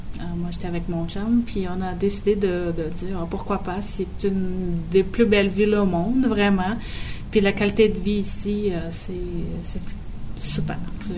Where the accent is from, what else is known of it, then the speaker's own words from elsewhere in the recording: Brazil; French is a second language; moved away as an adult; now in Quebec City, Canada; Bon, moi, je viens du Brésil.